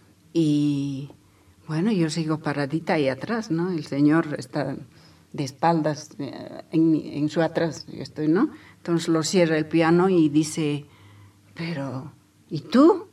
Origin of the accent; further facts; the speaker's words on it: Chayanta, Potosí, Bolivia; Me trae primera vez a una ciudad que es Oruro. Venimos desde Chayanta, ¿no?